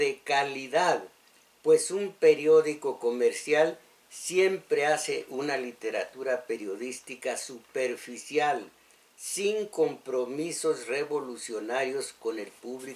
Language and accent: Spanish; Mexico; esos somos los mexicanos, el pueblo inocente